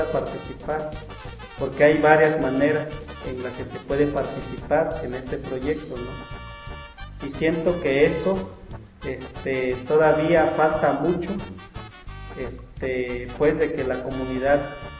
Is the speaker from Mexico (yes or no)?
yes; Guerrero, Mexico; first language Amuzgo; Spanish is a second language; yo hablo, la musgo es mi lengua materna. Y para poder comunicar algunas ideas que yo tengo, tuve que aprender a hablar en español.